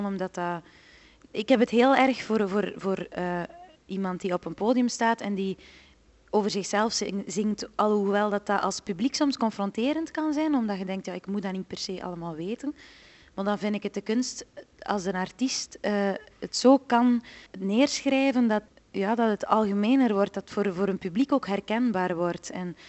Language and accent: Dutch; Flanders, Belgium; accent: West Flemish; ja, dat West-Vlaamse, die kunnen niet babbelen. Dan denk ik, ja, maar dat is gewoon, wij hebben tenminste een dialect.